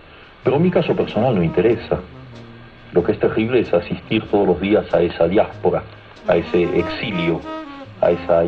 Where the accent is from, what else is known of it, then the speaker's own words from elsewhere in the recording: Argentina; Tú sabes que yo estoy muy contento de ser argentino, pero lo que yo soy es latinoamericano.